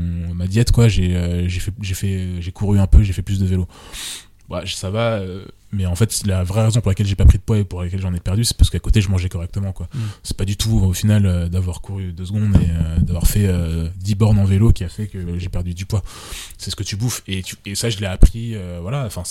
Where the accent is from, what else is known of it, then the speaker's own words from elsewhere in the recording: Martinique, France; moi, je suis des Antilles à la base. Et tous les étés, on allait, enfin, pas tous les étés, mais tous les 3 ans, on passait 2 mois en Martinique.